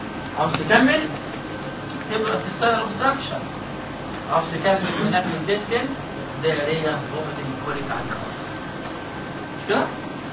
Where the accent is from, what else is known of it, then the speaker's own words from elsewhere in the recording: Egypt; ما تقولش عندنا في مصر